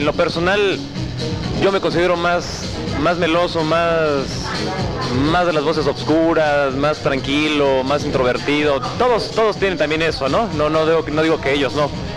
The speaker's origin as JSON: {"language": "Spanish", "region": "Mexico City", "country": "Mexico", "said": "En este caso, bueno, somos del DF, ¿no?"}